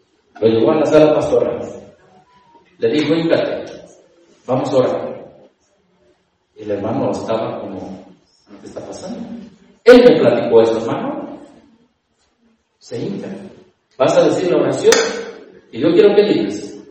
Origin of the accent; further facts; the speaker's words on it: Mexico; Y como soy mexicano, ellos odian a los que no son.